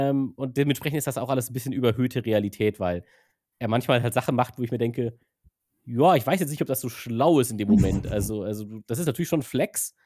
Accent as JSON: {"language": "German", "country": "Germany", "first_language": "German", "said": "Und wenn du als Native Speaker, als Deutscher natürlich das im Original guckst, ist es natürlich schon ganz witzig"}